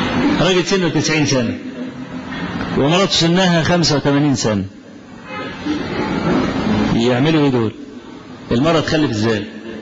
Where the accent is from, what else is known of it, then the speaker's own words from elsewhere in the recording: Kafr El Sheikh Governorate, Egypt; وبكل أسف قلدهم بعض الشباب الصغير في بعض المراكز عندنا في كفر الشيخ.